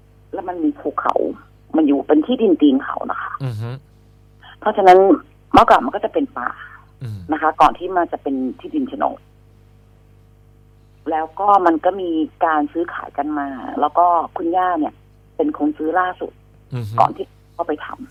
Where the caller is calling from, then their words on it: Phra Nakhon Si Ayutthaya, Thailand; ตอนนี้อยู่อยุธยาค่ะนวนครค่ะ